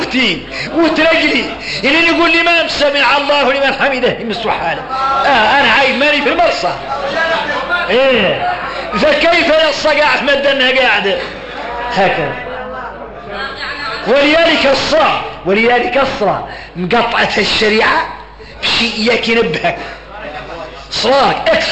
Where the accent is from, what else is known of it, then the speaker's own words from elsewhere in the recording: Mauritania; هذه الكلمات اللي عندنا احنا موريتاني